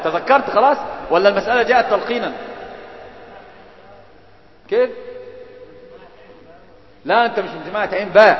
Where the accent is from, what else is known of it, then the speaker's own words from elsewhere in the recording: Alexandria, Alexandria Governorate, Egypt; يا ابن المصر يا حبيبي فهلاوي يعني، فاهم؟ انا اسكندراني يعني